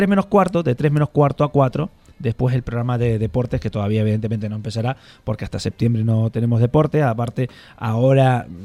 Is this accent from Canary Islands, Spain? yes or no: yes; Santa Cruz de Tenerife, Canary Islands, Spain; now in Talavera de la Reina, Spain; están oyendo por el acento, se habrán dado cuenta que de Burgos no soy. Más bien muy al sur, muy lo más al sur que se puede ir en Europa, pues de ahí soy de las Islas Canarias.